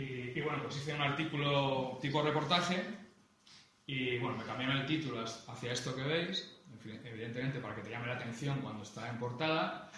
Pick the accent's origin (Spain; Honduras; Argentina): Spain; Bilbao, Basque Country; Yo soy de Bilbao, pero no lo he dicho.